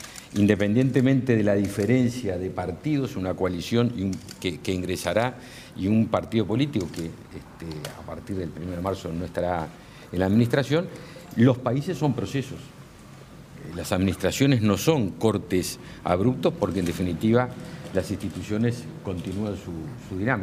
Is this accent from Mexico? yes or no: no; Uruguay; algo que nos dio orgullo a todos como uruguayos